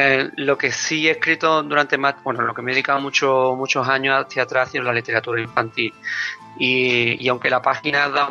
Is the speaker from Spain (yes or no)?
yes; Zaragoza, Aragon, Spain; os lo digo porque soy de Zaragoza, ¿no? Los dos.